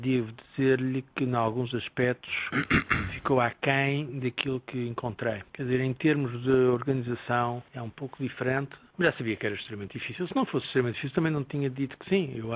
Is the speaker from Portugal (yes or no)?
yes; Portugal; Dito isto, toda a gente sabe que eu sou português.